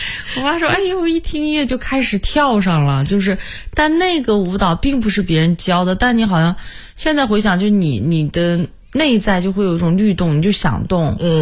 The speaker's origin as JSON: {"language": "Chinese", "town": "Hohhot", "region": "Inner Mongolia", "country": "China", "tie": "born or raised there", "said": "因为我的老家在内蒙古呼和浩特市，我们那边特别多的时候都会有那种就是音乐啊，蒙族音乐，"}